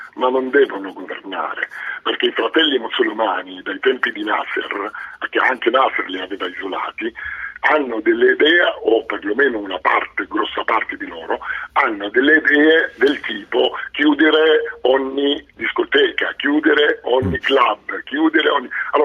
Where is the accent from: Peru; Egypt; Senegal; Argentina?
Egypt; Italian is a second language; moved away as an adult; now in Italy; ma sono nato in Egitto, ho vissuto in Egitto, ho studiato in Egitto, poi l'università l'ho fatta in Italia